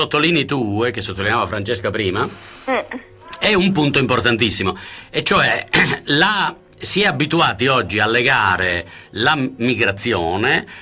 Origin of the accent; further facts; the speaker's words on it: Sicily, Italy; moved away as an adult; now in Bologna, Italy; io sono siciliano, sono venuto a Bologna nel 67 per studiare e sono rimasto a Bologna.